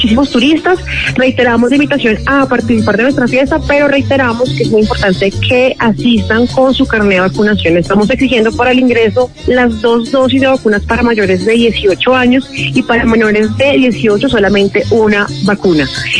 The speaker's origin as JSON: {"language": "Spanish", "region": "Bogotá", "country": "Colombia", "said": "Sí, yo soy de Bogotá, vivo hace más de 20 años en nuestra querida localidad, acá en el barrio La Catedral."}